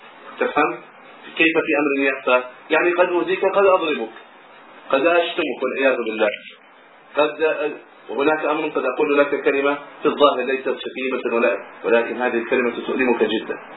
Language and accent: Arabic; Egypt; في بعض البلدان، ترى عندنا في مصر مثلا